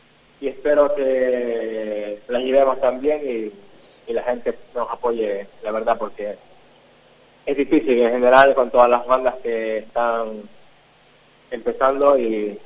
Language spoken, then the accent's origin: Spanish; Ecuador; also born or lived in Madrid; Yo soy de Ecuador, que anteriormente viví en Madrid 12 años